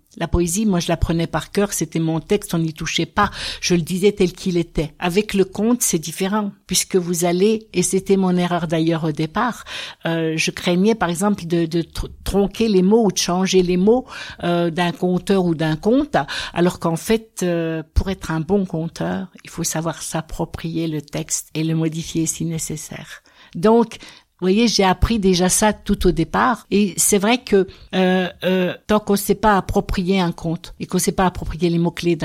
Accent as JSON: {"language": "French", "town": "Golbey", "region": "Grand Est", "country": "France", "said": "j'ai fait toute ma carrière en Alsace, mais je suis originaire de Golbey dans les Vosges, donc je suis revenue il y a 3 ans dans les Vosges"}